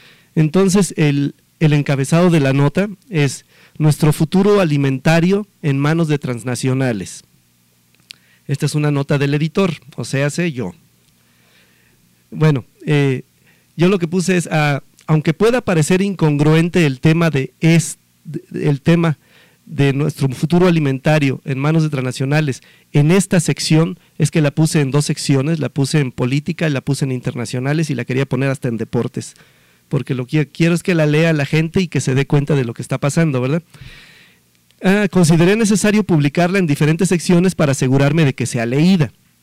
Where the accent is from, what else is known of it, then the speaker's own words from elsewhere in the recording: Mexico; trascendentales para nosotros como mexicanos